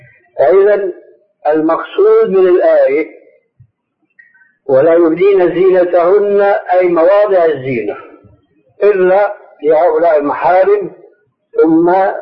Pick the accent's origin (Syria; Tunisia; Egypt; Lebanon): Syria; moved away as an adult; لأني حديث عهد بهذه البلاد، لكن عندنا في سوريا